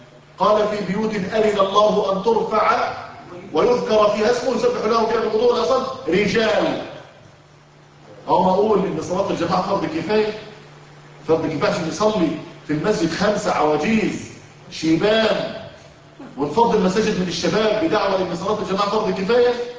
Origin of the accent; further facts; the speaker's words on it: Egypt; على فكرة دي رأي المفتي عندنا في مصر